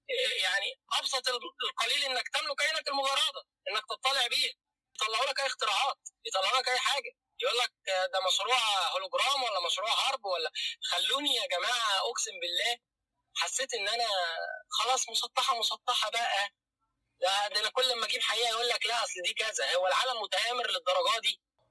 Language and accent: Arabic; Cairo, Cairo Governorate, Egypt; انا من القاهره